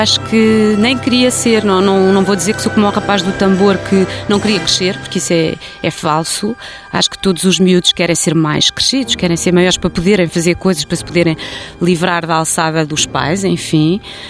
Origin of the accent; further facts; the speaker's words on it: Lisbon, Portugal; eu nasci em Lisboa, nunca tive aquela experiência, aliás tinha imensa inveja quando era miúda daquela experiência do campo e das pessoas que diziam que iam passar fins de semana à terra, porque acho que nunca tive terra.